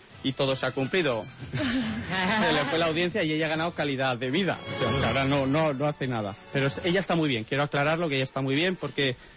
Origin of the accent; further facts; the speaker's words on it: Valencian Community, Spain; Lo primero, traeros de mi tierra, como buenos valencianos que soy, las frutitas de mazapán, por supuesto.